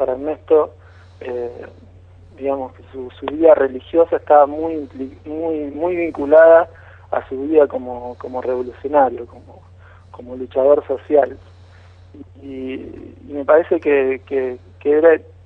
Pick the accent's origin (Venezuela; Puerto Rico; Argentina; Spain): Argentina; Haedo, Buenos Aires Province; moved away; Somos de ahí también del oeste, de Aedo soy yo, mi compañera es de Capital y bueno, el otro compa es también de Capital.